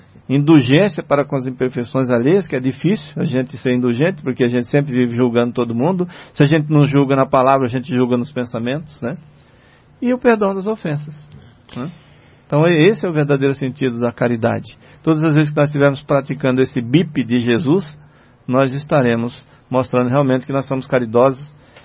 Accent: Patamuté, Bahia, Brazil; Eu me lembro que eu era um rapazinho assim, de 15 para 16 anos, voltei lá na minha terra, lá em Patamuté, né?

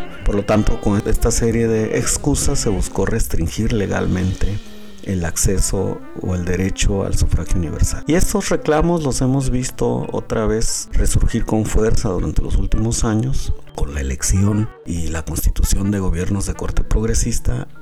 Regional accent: Mexico; y aquí en mi país, México

